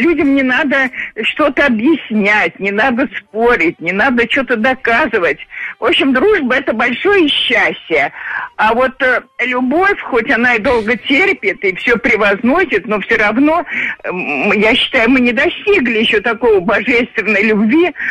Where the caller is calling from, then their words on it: Moscow, Russia; из Москвы.